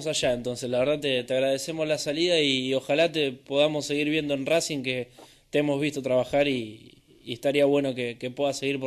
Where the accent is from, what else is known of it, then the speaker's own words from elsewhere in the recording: Mar del Plata, Buenos Aires Province, Argentina; yo, bueno, soy de Mar del Plata